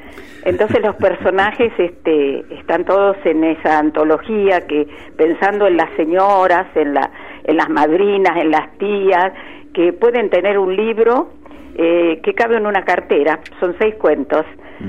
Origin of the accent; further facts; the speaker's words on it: Chivilcoy, Buenos Aires Province, Argentina; mis primeros 25 años en Chivilcoy. Yo nací en Chivilcoy en el año 1932.